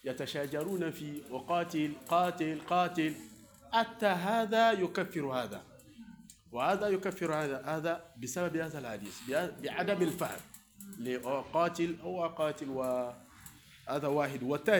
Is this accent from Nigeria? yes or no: yes; South, Nigeria; Arabic is a second language; عندنا في نيجيريا في الجنوب.